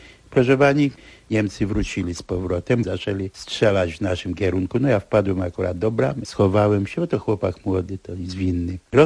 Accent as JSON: {"language": "Polish", "town": "Warsaw", "region": "Masovian Voivodeship", "country": "Poland", "tie": "born or raised there", "said": "Jestem urodzony na Woli. Na Woli się wychowywałem do powstania."}